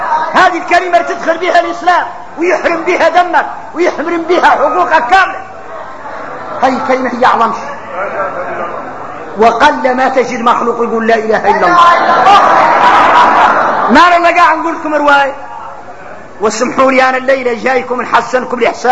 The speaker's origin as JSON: {"language": "Arabic", "country": "Mauritania", "said": "هذا موجود فينا احنا موريتاني."}